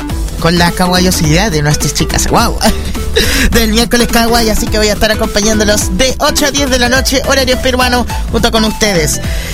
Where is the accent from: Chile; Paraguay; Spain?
Chile; Soy de Chile, por si acaso, para que algunos piensen por qué este acento se parece al mexicano o a otro tipo de vocecita o cierta vocechota.